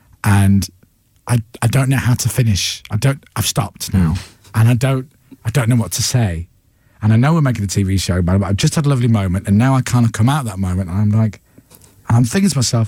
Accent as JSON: {"language": "English", "town": "Leeds", "region": "Yorkshire and the Humber", "country": "United Kingdom", "said": "my mum's family's from Dublin, and my dad's, I'm from Leeds. My dad was born in Leeds, but his dad was born in Mayo, in Ireland."}